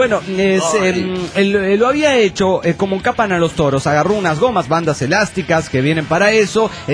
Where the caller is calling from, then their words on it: Bella Unión, Artigas, Uruguay; de Bella Unión, República Oriental del Uruguay.